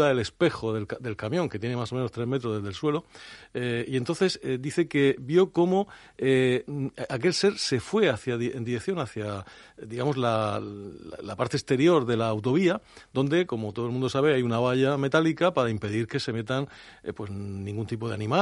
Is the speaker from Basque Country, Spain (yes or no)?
no; Extremadura, Spain; de la comarca de los misterios, por excelencia en mi tierra, son las Urdes